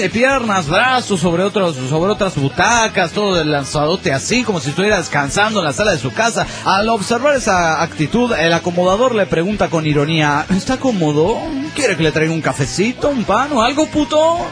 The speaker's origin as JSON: {"language": "Spanish", "town": "Saltillo", "region": "Coahuila", "country": "Mexico", "said": "de Saltillo"}